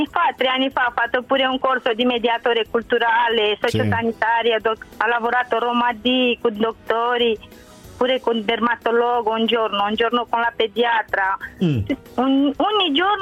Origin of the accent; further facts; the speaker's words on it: Romania; moved away as an adult; now in Italy; Io sono dalla Romania, sì.